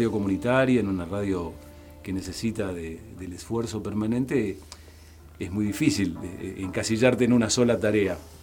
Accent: Misiones, Argentina; also born or lived in Patagonia; now in Bariloche, Argentina; desde ese entonces me quedé en la Patagonia, así que soy más patagónico que misionero. Y en Bariloche vivo desde 1984.

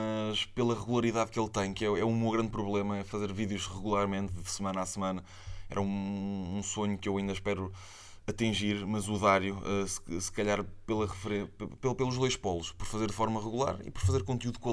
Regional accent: Aveiro, Portugal; primeiro sou de Aveiro e os estúdios são todos em Lisboa

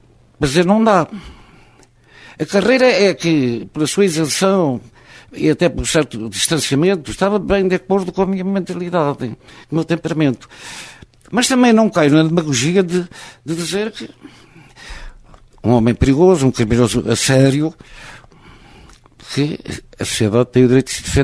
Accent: Oliveira, Portugal; born there; Não pude cá ficar porque escolhi uma carreira que nem sequer podia exercer na terra onde nasci. De maneira que, por acaso do destino, tive que exercer as minhas atividades profissionais fora de Oliveira

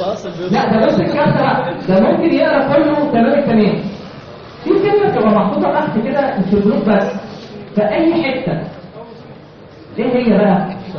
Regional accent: Egypt; احنا مش لسه كمصريين كلنا ما بنقراش الحاجه اللي بنمضي عليها كويس

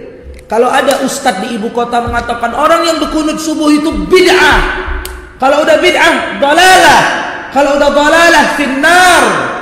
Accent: Medan, North Sumatra, Indonesia; saya orang Melayu, Deli Serdang, orang Medan. Jadi begini cakap awak.

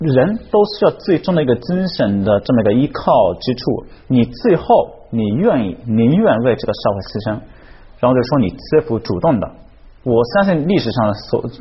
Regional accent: Shizuoka, Japan; Chinese is a second language; 土生土长的伊豆人嘛

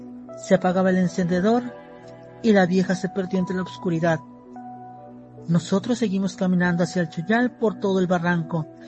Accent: Tamuín, San Luis Potosí, Mexico; Historias de mi pueblo, Tamuín, San Luis Potosí.

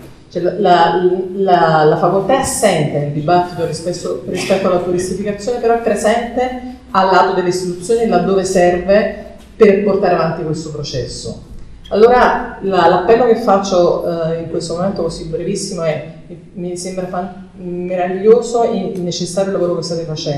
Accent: Naples, Campania, Italy; now in Barcelona, Spain; Io sono napoletana, vivo a Barcellona

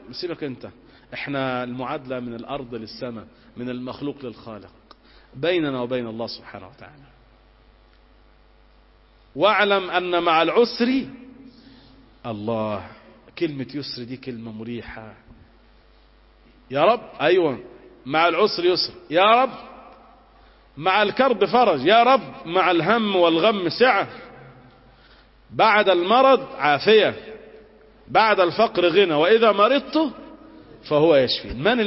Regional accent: Egypt; أن ينزل على بلادنا مصر الأمن والأمان والسكينة والاستقرار

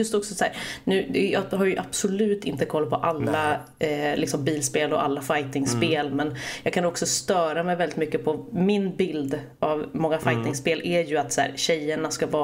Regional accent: Stockholm, Stockholm County, Sweden; moved away as an adult; now in Gothenburg, Sweden; Jag kommer ursprungligen från Stockholm. Bodde där mina första 19 år. Och sen så fick jag för mig att jag skulle flytta. Så då flyttade jag till Göteborg.

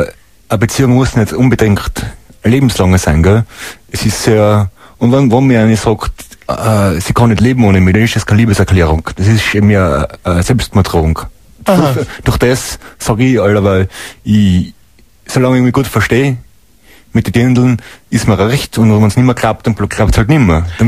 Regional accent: Tyrol, Austria; Bei uns im Zillertal sagen wir, das ist mit der Schnee und mit den Dindeln

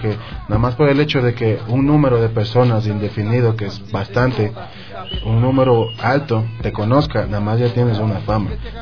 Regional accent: Ecuador; Aquí todo el rap tiene que ser unión, y si somos ecuatorianos, todo esto tiene que ser unión

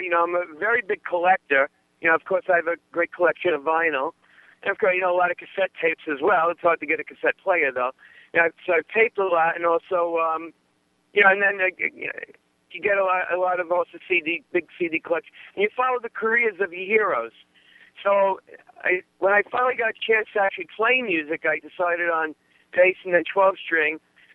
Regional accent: Staten Island, New York, United States; Well, I'm the type of guy, I'm from Staten Island, New York, and I'm Italian-American

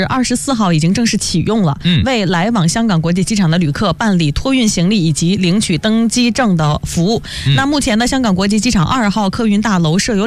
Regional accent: China; 因为我们其实作为中国人

